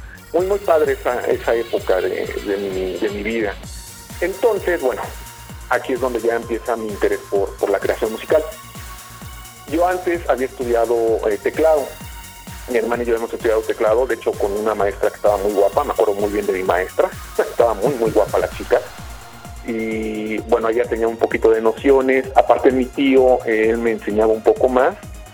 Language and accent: Spanish; Mexico City, Mexico; now in Querétaro, Mexico; no soy de Querétaro, soy de Ciudad de México, pero bueno, hace 5 años radico en Querétaro.